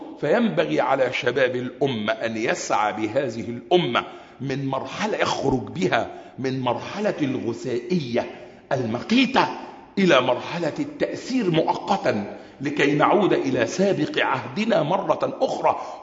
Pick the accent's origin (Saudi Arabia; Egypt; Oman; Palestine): Egypt; وأخص بلدنا مصر